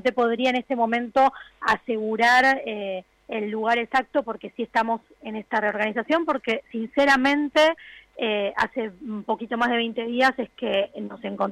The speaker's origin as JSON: {"language": "Spanish", "town": "San Miguel del Monte", "region": "Buenos Aires Province", "country": "Argentina", "said": "Yo soy de San Miguel del Monte"}